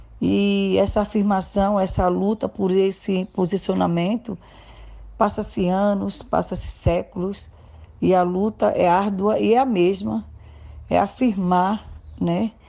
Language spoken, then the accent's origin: Portuguese; Jaboatão dos Guararapes, Pernambuco, Brazil; now in São Paulo, Brazil; tenho 51 anos, sou natural de Jaboatão dos Guararapes, é uma cidade de Recife, Pernambuco. Há 27 anos atrás, eu vim para São Paulo, aqui para uma comunidade chamada Jardim Pantanal, hoje é União de Vila Nova